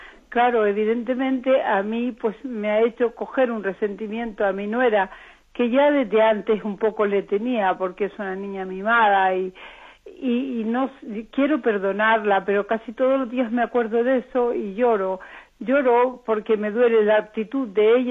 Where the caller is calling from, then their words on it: Madrid, Community of Madrid, Spain; de Madrid.